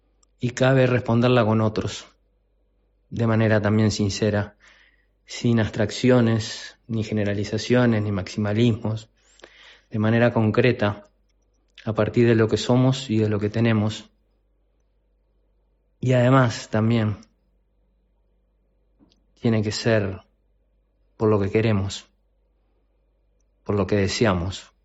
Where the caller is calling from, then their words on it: Montevideo, Uruguay; de Montevideo, de Uruguay